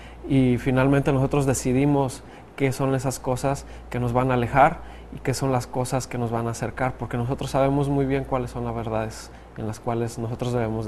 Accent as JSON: {"language": "Spanish", "town": "Montemorelos", "region": "Nuevo León", "country": "Mexico", "said": "estudiante del tercer año de música y soy de aquí de Montemorelos, Nuevo León."}